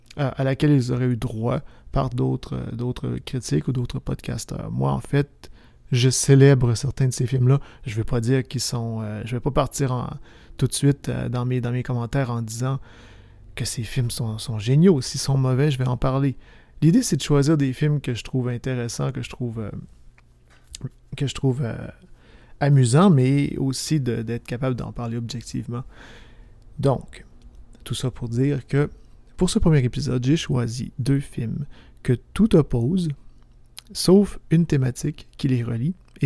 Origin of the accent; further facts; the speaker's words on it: Quebec, Canada; Comme je suis originaire du Québec, un navet, c'est ainsi qu'on nomme les nanars pour les gens qui viennent de la France.